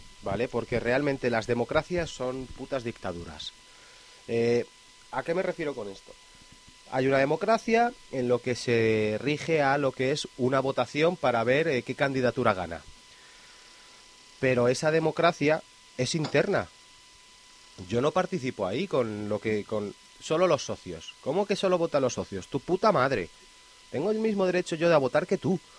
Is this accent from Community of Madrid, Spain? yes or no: yes; Madrid, Community of Madrid, Spain; de Madrid